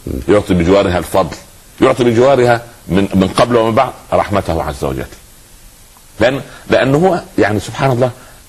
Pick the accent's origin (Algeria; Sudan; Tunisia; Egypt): Egypt; Upper Egypt; حتى عندنا في الصعيد يقولوا على الجدي الصغير سخل